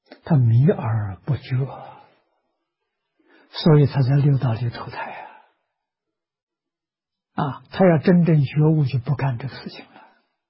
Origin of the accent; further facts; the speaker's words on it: China; 我们中国人叫他做灵魂啊，其实他不灵